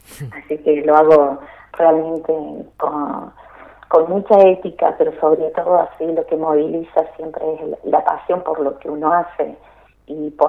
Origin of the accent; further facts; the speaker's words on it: San Pedro, Córdoba, Argentina; also born or lived in Villa Dolores; Yo nací acá en Villa Dolores. De muy chiquita me fui a vivir a San Pedro, que está ahí a 3 kilómetros de Villa Dolores, más hacia el oeste. Y bueno, hice mi vida acá, mi primario, mi secundario